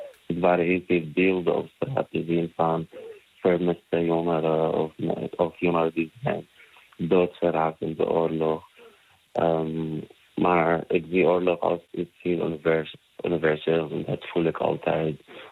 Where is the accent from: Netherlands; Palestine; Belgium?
Palestine; we komen uit Palestina, we zijn niet staatloos, we hebben een land, we hebben een cultuur, we hebben een hele rijke cultuur.